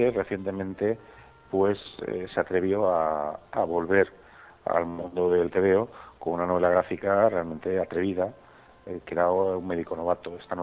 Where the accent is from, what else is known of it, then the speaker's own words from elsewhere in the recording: Valencia, Valencian Community, Spain; en este caso de mi tierra, de Valencia